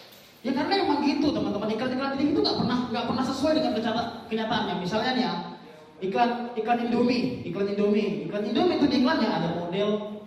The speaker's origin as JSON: {"language": "Indonesian", "town": "Medan", "region": "North Sumatra", "country": "Indonesia", "said": "Dan teman-teman, aku dari Medan"}